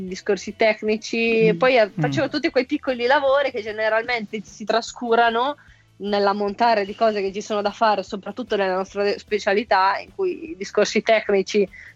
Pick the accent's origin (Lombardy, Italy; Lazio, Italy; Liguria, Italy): Lombardy, Italy; Casalbuttano; io ho iniziato nel mio paesino di Casalbuttano